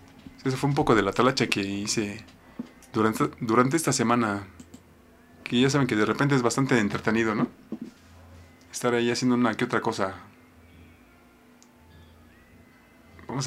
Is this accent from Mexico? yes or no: yes; Mexico; uno se las tiene que ingeniar como buen mexicano.